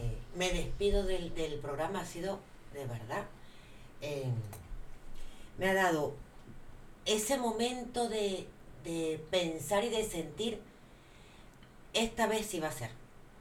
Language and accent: Spanish; Canary Islands, Spain; va a estar en mi pueblo, en Tenerife, llevando sol.